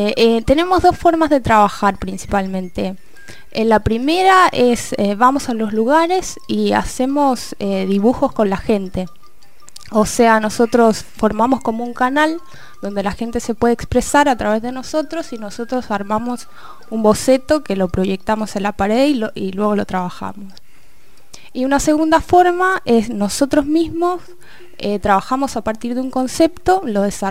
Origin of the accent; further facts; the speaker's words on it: Valparaíso, Chile; yo vengo de Valparaíso, que es un lugar en el centro de Chile, al lado del mar, donde llegan muchos barcos, mucha gente de todo el mundo. Hay casas de colores, hay música, hay teatro por todos lados.